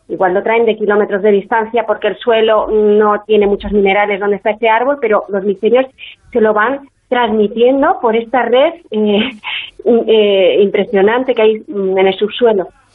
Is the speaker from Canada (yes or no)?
yes; Quebec, Canada; yo nací en Canadá. Y entonces yo soy hija de padres españoles que estaban en Canadá.